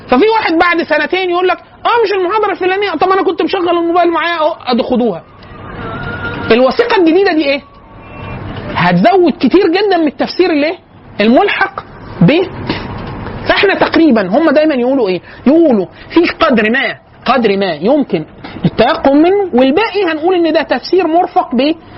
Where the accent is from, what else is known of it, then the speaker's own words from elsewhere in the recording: Egypt; فقلت له انا من مصر